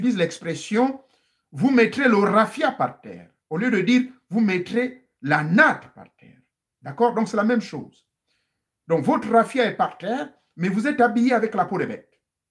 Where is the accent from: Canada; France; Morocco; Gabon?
Gabon; Chez nous, en Gabon